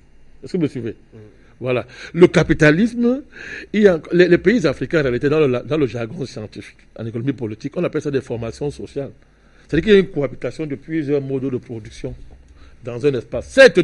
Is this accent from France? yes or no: yes; France; C'est moi, je suis français.